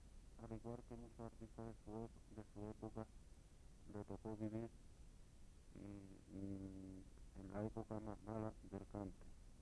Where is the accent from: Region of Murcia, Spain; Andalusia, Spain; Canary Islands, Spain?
Andalusia, Spain; Jerez de la Frontera; Yo creo que yo soy de Jerez. Yo me. Esto de nacer en el barrio La Plata y bautizado en Santiago y criado en San Telmo